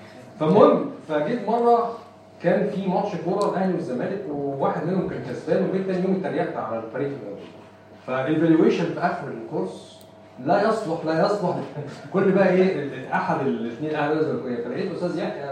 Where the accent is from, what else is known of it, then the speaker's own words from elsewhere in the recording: Egypt; الواقع العملي عندنا في مصر